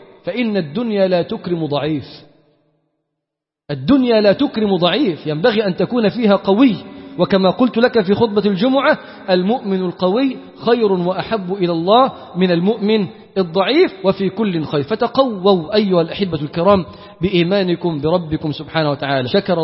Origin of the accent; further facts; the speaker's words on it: Damietta, Damietta Governorate, Egypt; انا مثلا من دمياط، ناس انا ضيف عليكم النهارده